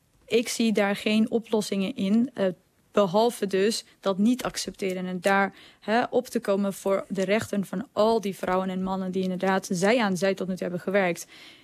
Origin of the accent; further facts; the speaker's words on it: Afghanistan; Wij als Afghanen staan met z'n allen op.